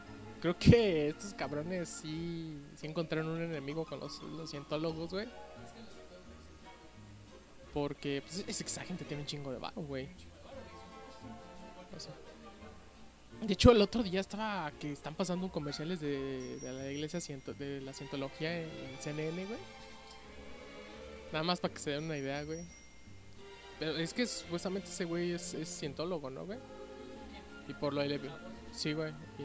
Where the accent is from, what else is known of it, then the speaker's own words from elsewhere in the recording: Mexico; Pero como mexicanos, güey, a nosotros sí nos encanta estar de racistas, güey.